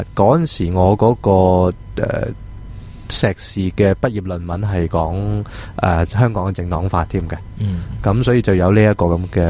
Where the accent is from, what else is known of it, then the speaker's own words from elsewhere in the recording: Toronto, Ontario, Canada; 我细个我喺加拿大大嘅，即系我喺